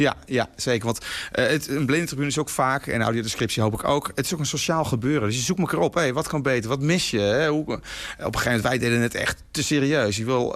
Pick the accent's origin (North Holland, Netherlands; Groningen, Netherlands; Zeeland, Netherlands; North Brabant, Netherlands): North Holland, Netherlands; waar ik vandaan kom, West-Friesland, heb je van die kringetjesverjaardag.